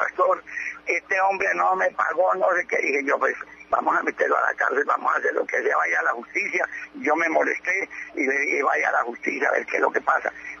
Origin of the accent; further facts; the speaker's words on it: Colombia; Ningún impedimento tenemos porque somos ciudadanos colombianos.